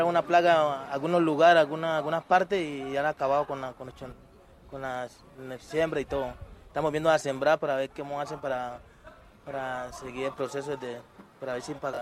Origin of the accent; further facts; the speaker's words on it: Bajo Baudó, Chocó, Colombia; born there; moved away as an adult; En el Bajo Audón.